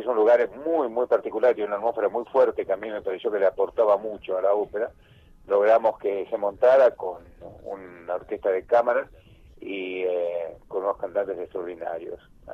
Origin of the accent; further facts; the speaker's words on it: Buenos Aires, Argentina; Mirá, yo nací en Buenos Aires.